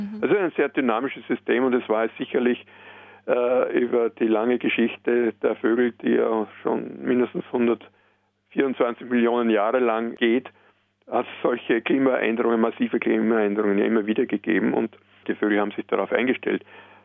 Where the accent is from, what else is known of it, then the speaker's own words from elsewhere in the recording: Austria; bei uns in Österreich sogar von Bundesland zu Bundesland unterschiedlich